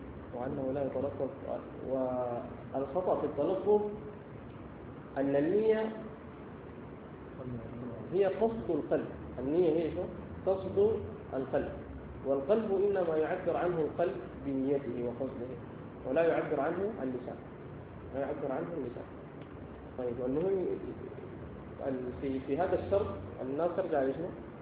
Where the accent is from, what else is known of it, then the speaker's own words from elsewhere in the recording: Sudan; ونحن عندنا في السودان والتي فيها قصائد عديدة